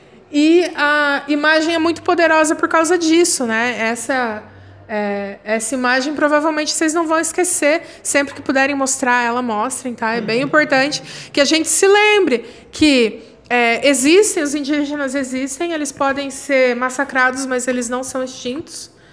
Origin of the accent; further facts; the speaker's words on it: Paraná, Brazil; Eu sou paranaense, eu falo assim.